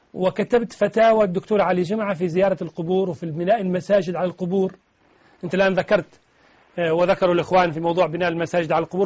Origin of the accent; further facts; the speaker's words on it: Tunisia; هذا أمر شيء أعرفه عندنا في تونس